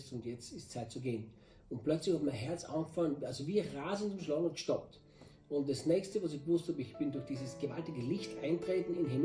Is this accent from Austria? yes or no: yes; Styria, Austria; now in Brazil; ich bin Österreicher, ich bin Steirer, bin in der Steiermark aufgewachsen, bin 58 Jahre und bin seit vielen Jahrzehnten Christ